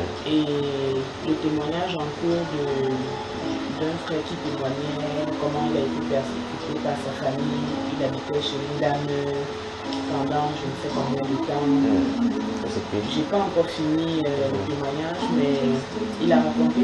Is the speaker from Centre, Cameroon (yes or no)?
yes; Yaoundé, Centre, Cameroon; Et je suis arrivée à Yaoundé parce que je suis née et grandie à Yaoundé. C'est le mariage qui m'a déporté ce doigt-là.